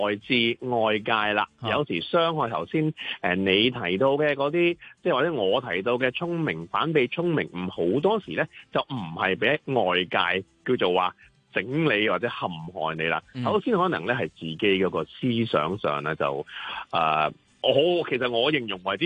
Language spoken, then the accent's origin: Cantonese; China; 咁啊小朋友就我哋中国人咧，传统就叫做过咗年